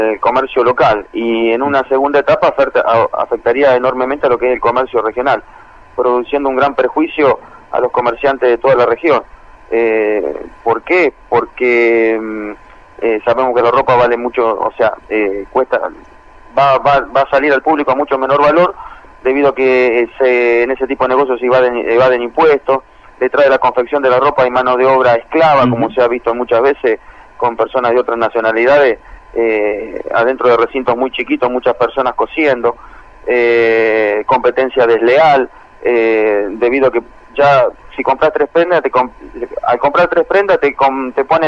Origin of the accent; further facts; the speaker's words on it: Argentina; Sí, dentro del departamento San Lorenzo. Las características de mi pueblo, es un pueblo agrícola-ganadero, está con un ambiente ruralista, rodeado de mucho verde, mucho campo